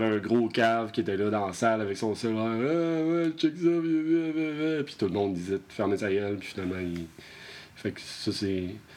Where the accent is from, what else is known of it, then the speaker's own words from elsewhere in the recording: Lévis, Quebec, Canada; Moi, je venais tout juste d'arriver. Je viens de Lévis, en face de Québec